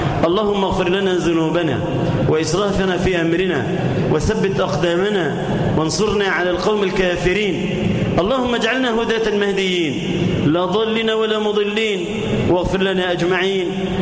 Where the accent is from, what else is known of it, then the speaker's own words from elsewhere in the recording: Egypt; اجعل بلدنا مصر سخاء رخاء، آمنة مطمئنة